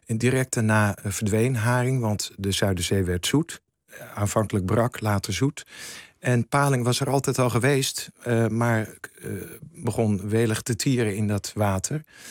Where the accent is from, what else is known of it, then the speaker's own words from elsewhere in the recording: Volendam, North Holland, Netherlands; Ik ben zelf opgegroeid in Volendam.